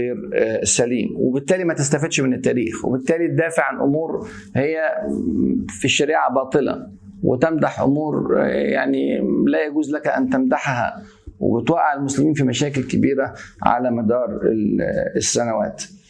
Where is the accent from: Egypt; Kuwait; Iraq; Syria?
Egypt; يعني إن أنا أتهم بحب البلد عشان أنا مصري وبتكلم على فضل مصر